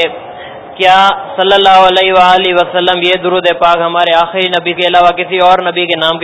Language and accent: Urdu; Hyderabad, Sindh, Pakistan; اور میرا تعلق حیدرآباد سے ہے, اور میں ابھی M S C power engineering کر رہا ہوں.